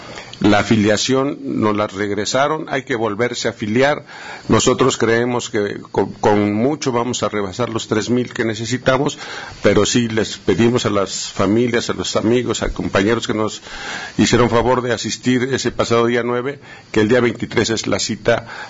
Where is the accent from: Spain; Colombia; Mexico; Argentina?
Mexico; como trabajadores, como mexicanos, tenemos derecho, como ciudadanos, nuestro derecho a organizarnos